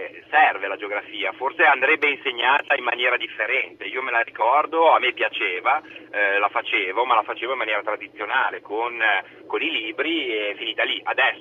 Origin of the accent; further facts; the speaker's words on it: Genoa, Liguria, Italy; now in Parma, Italy; io chiamo dalla zona di Parma, anche se io sono genovese. Io il nautico l'ho fatto a Genova, l'ho fatta la geografia perché l'ho fatta dall'82 all'86, il nautico, quindi l'ho fatto là.